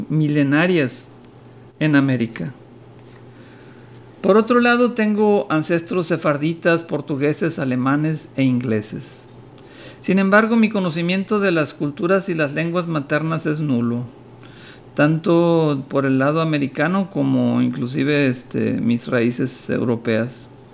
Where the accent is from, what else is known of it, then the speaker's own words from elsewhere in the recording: Monterrey, Nuevo León, Mexico; Yo nací y fui creado en Monterrey, Nuevo León. Mis raíces familiares en Nuevo León, el Nuevo León histórico que comprende lo que hoy es Texas en Estados Unidos, Coahuila, Nuevo León, Tamaulipas en México, se remontan por lo menos 4